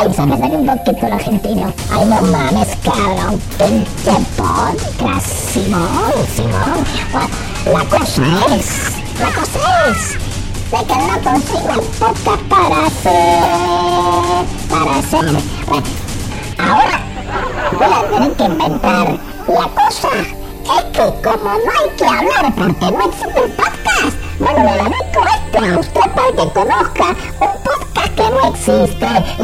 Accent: Guatemala; Quiero saludar a toda la gente de Guatemala porque yo soy guatemalteco.

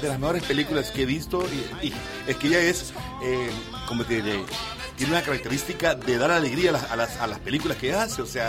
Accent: El Salvador; Somos salvadoreños, son dos equipos de tradición

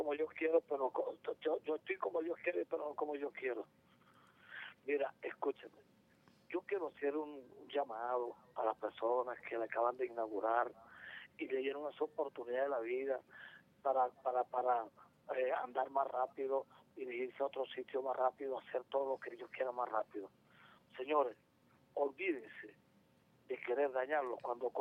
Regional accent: Venezuela; Ustedes también somos venezolanos toditos.

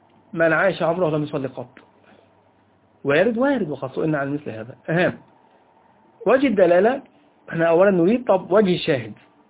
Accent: Egypt; وهذا أمر على فكرة منتشر فيه على الأقل عندنا في مصر

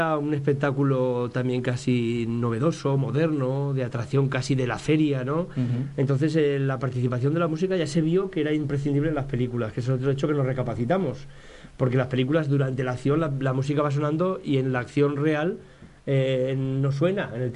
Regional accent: Buñol, Valencian Community, Spain; los que somos de Buñol también nos une la historia cultural del pueblo.

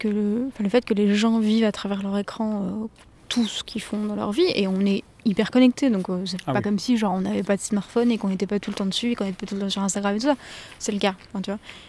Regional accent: France; je suis française

